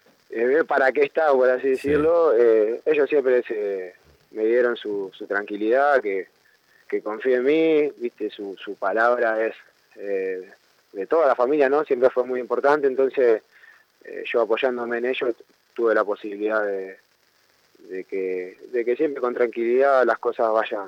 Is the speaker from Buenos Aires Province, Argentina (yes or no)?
yes; José C. Paz, Buenos Aires Province, Argentina; yo soy de José C. Paz